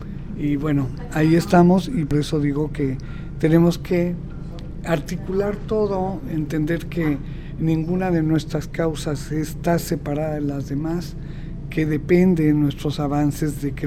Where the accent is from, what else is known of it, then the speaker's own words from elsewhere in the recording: Mexico; las policías todas corruptas, no responden a una policía capaz de garantizar, policía preventiva, quiero decir, ¿no?, seguridad a la gente, y es verdaderamente dramático. En México nos levantamos todos los días contando cuántos